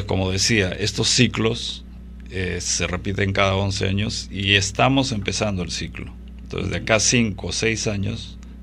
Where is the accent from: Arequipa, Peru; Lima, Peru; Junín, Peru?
Junín, Peru; Huancayo; yo he nacido y crecido en Huancayo.